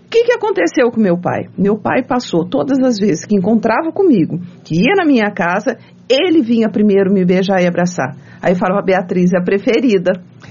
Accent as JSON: {"language": "Portuguese", "town": "São José", "country": "Brazil", "tie": "born or raised there", "said": "eu não fui criada longe, eu sou aqui de São José, de Zona Rural"}